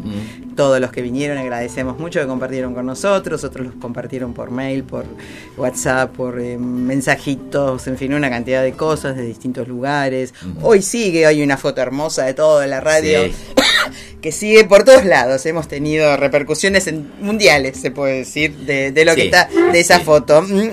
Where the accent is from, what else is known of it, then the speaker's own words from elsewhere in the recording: Uruguay; Claro. Yo soy uruguaya, ¿no sabías? Él es argentino, yo soy uruguaya.